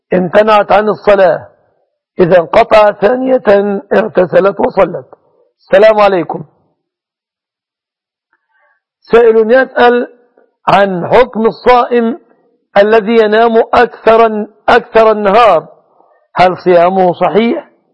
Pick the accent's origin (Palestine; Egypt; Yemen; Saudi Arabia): Egypt; أن يجعل بلادنا مصر وسائر بلاد